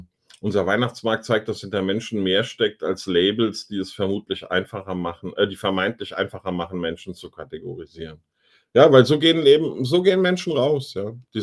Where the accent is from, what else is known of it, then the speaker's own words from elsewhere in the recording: Germany; Ich bin Deutscher.